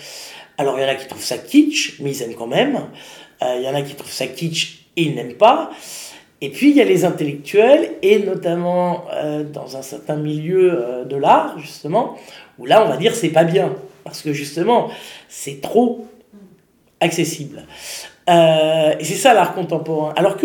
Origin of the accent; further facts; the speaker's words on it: Paris, Île-de-France, France; parce que je suis parisienne et plus très jeune